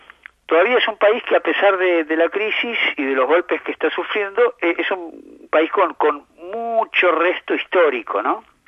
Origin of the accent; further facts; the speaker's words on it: Argentina; Comparar nuestra vida como argentinos, nuestra realidad.